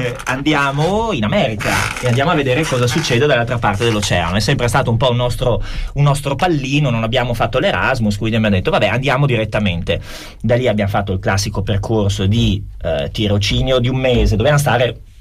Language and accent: Italian; Vicenza, Veneto, Italy; also born or lived in Milan; Allora, io vengo da una terra più nebbiosa, che tu ben conosci in quanto siamo entrambi di Vicenza.